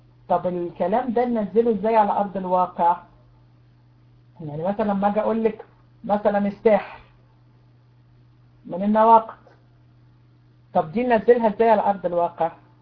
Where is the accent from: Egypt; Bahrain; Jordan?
Egypt; سكايب عندنا في مصر بقى بيقع